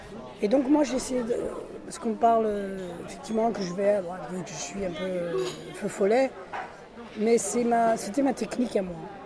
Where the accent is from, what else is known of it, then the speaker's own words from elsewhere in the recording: Spain; Je suis un espagnol.